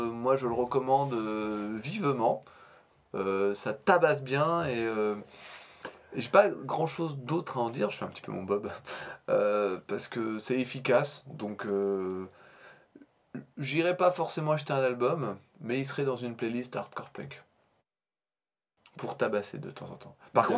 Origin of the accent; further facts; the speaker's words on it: Normandy, France; accent: Norman; et les gens ne pensent pas à notre accent déplorable, nous, pauvres normands.